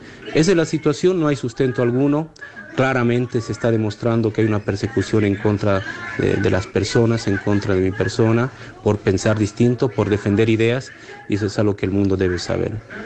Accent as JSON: {"language": "Spanish", "country": "Bolivia", "said": "he comprado un vuelo comercial como ciudadano boliviano"}